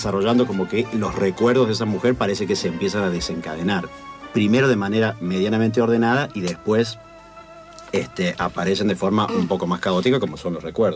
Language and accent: Spanish; Tilisarao, San Luis, Argentina; also born or lived in Villa Dolores; yo soy un híbrido entre Córdoba y San Luis. Yo nací en Vito Dolores, pero me crié en Tilizarao. Después Tilizarao está dentro de San Luis, pero tiene contacto con la zona de Tras la Sierra, que ya es Córdoba.